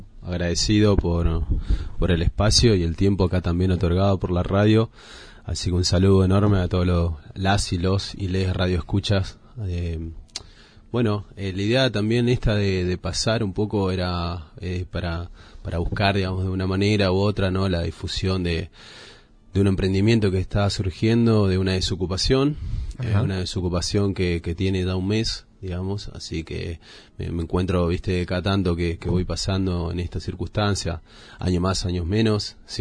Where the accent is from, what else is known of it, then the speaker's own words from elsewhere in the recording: Córdoba, Argentina; now in La Falda, Argentina; Yo soy provinciano de Córdoba, nacido, criado.